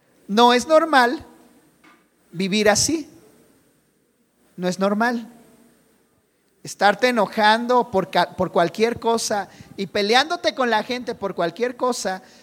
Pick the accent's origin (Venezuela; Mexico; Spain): Mexico; Y si en algo somos buenos los mexicanos es en eso, ¿verdad?